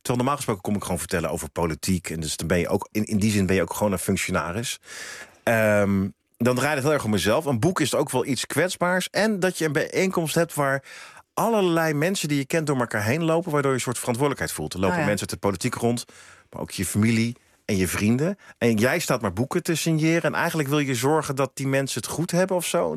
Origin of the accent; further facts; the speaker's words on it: Woudenberg, Utrecht, Netherlands; Ja, ik ben opgegroeid in Woudenberg en dat was toen onder de rook van Soesterberg, toen dat nog een militaire basis was.